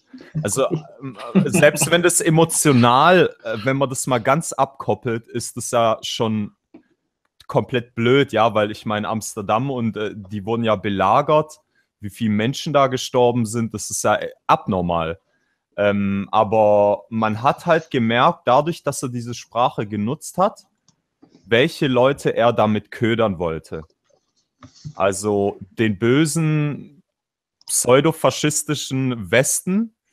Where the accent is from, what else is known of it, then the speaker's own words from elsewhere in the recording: Turkey; Ich bin Türke, ich bin anders.